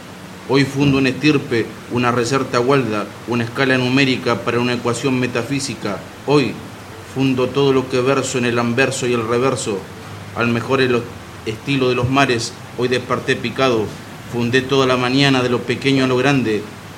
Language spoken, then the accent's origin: Spanish; Río Negro, Argentina; En el Alto Asen, yo soy del Alto Asen, de la ciudad de Asen, entre Cipolletti y General Roca